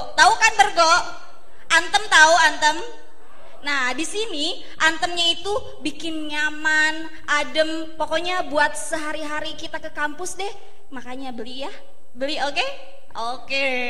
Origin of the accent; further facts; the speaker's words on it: Cianjur, West Java, Indonesia; Ya ada, saya dari Cianjur, Akang.